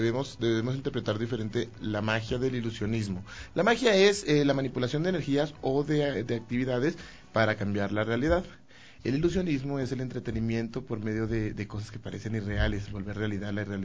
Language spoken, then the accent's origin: Spanish; Bogotá, Colombia; also born or lived in Quito; Yo soy director de teatro, yo crecí en el teatro en la ciudad de Bogotá. Yo soy quiteño y crecí en Colombia y crecí en el mundo del teatro.